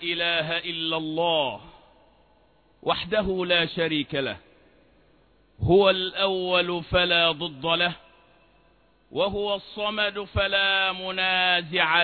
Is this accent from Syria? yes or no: no; Egypt; وأن يجعل بلدنا مصر بلدا آمنا مطمئنا